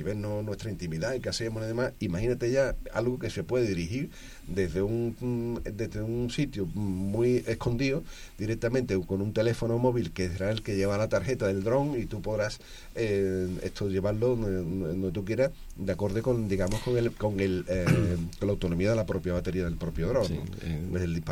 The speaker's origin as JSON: {"language": "Spanish", "town": "Alcalá de Guadaíra", "region": "Andalusia", "country": "Spain", "tie": "born or raised there", "said": "allí en esto en San Mateo, mi pueblo de Alcalá de Guadaira"}